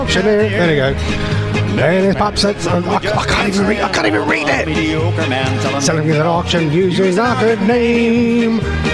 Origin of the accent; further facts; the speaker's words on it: East of England, United Kingdom; accent: Norfolk; And with my stupid Norfolk accent, it sounds 10 times worse as well.